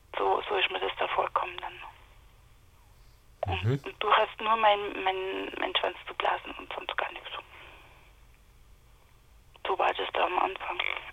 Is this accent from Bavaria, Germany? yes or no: yes; Marktoberdorf, Bavaria, Germany; Und da bin ich eigentlich geboren in Marktoberdorf.